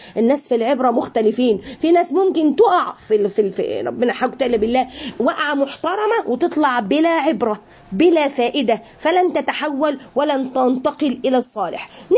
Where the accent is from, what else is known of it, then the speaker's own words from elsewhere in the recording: Egypt; يعني احنا عندنا في مصر الحليب هو اللبن،